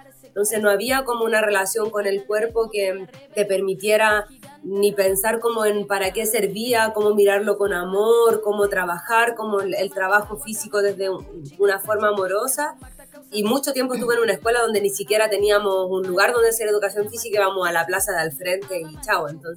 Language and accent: Spanish; Macul, Santiago Metropolitan Region, Chile; also born or lived in San Bernardo; nací aquí en Santiago, en San Bernardo primero, luego casi toda mi vida la pasé en Macul, como entre Macul, la Florida, siempre vivía como por ahí. Vivía muy cerca del Estadio Monumental